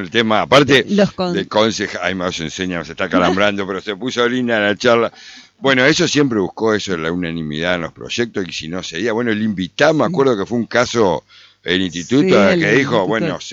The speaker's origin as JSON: {"language": "Spanish", "country": "Argentina", "said": "nos está atravesando como argentino este escenario"}